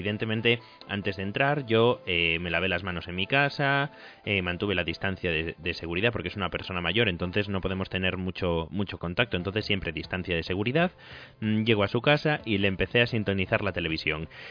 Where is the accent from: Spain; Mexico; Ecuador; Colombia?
Spain; Vigo, Galicia; Yo es que soy del Celta de Vigo porque es mi ciudad